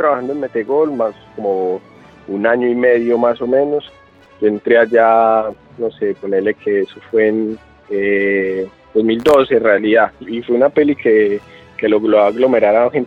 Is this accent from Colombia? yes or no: yes; Medellín, Antioquia, Colombia; soy colombiano de Medellín.